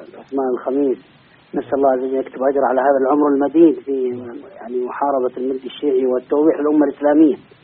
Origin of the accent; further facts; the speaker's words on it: Yemen; يعني مثلا أنا من اليمن، أنا من اليمن وغيري من السعودية وآخر من الدول الأخرى